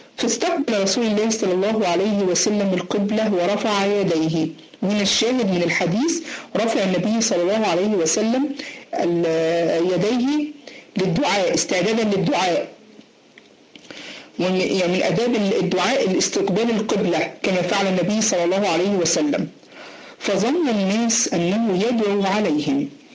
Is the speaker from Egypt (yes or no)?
yes; Egypt; زي ما بنقول علينا عندنا في مصر